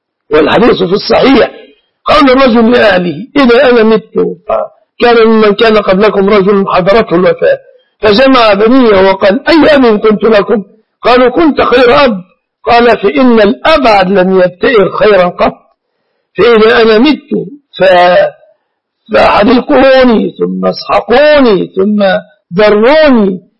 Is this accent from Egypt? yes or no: yes; Egypt; عندنا في مصر